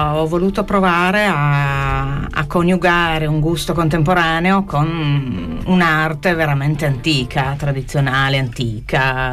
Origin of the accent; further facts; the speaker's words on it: Sardinia, Italy; io vengo dalla Sardegna, dalla provincia di Oristano, e questa radio era una radio di Oristano.